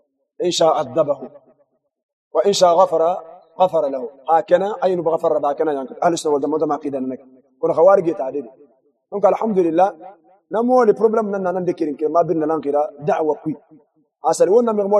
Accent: Mauritania; انا موريتاني

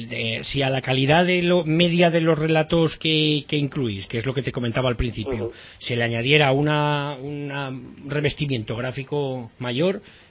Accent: Valencian Community, Spain; pero yo como valenciano parlante que me puedo defender con ella

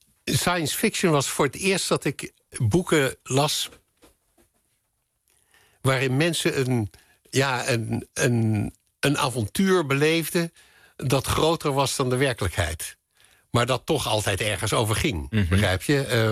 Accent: Netherlands; also born or lived in England / France; Maar ik ben een Nederlander. En ik heb een tijd in Engeland gewoond en ik heb een tijd in Frankrijk gewoond. En dat vind ik allemaal hartstikke leuk. Maar in Nederland is waar ik me thuis voel. Maar binnen Nederland, ik ben inmiddels zo vaak verhuisd

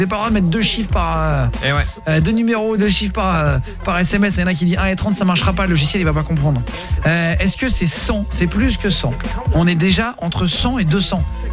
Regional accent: Le Barcarès, Occitanie, France; Je suis de Barcarès

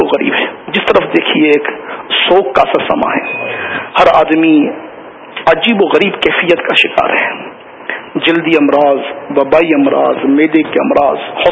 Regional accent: Nawabshah, Sindh, Pakistan; ہمارا شہر نواب شاہ بھی اور اس کا ایک بہت بڑا انٹیریئر ایریا بہت زیادہ ان دنوں زیر آب ہے

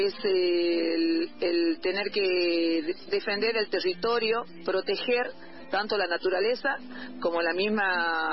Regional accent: Perico, Jujuy, Argentina; de Ciudad de Perico. Represento a la comunidad Collastuyo de Jujuy, Perico.

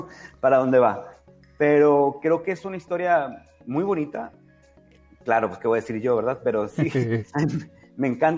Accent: Mexico; porque pues somos mexicanos, ¿no?

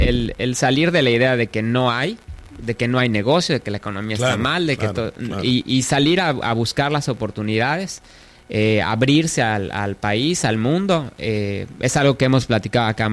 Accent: Yucatán, Mexico; uno de los problemas que tenemos como yucatecos? Es de que muchos somos demasiado conservadores

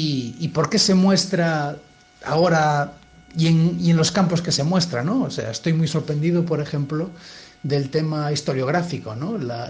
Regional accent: Galicia, Spain; En mi tierra, en Galicia, siempre hubo una cierta resistencia al centralismo

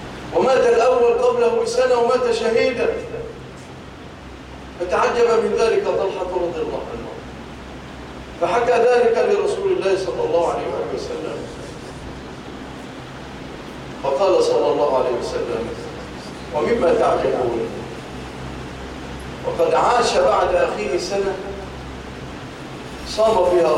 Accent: Egypt

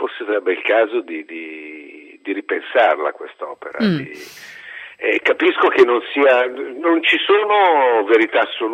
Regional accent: Milan, Lombardy, Italy; now in Rome, Italy; io sono milanese, sono lombardo, E tutte le volte, abito a Roma da anni, tutte le volte che torno al nord

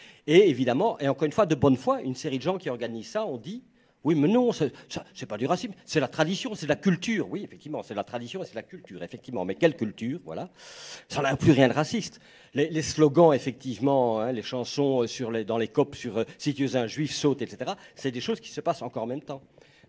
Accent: Belgium; Et chez nous, en Belgique

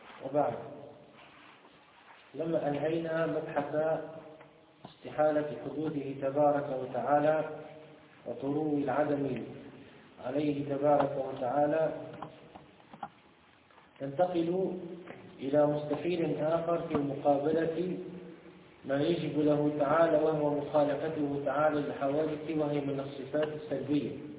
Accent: Tunisia; في بلادنا تونس

